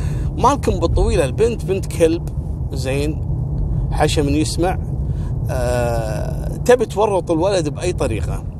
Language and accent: Arabic; Kuwait; طبعا قضية خطف احنا عندنا في الكويت معروفة القصة هذه